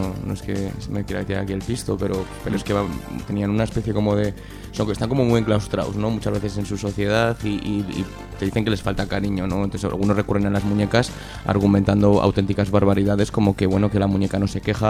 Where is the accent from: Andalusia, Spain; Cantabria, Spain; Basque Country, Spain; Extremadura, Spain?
Andalusia, Spain; La Línea de la Concepción; Bueno, en mi pueblo, que es la línea de la Concepción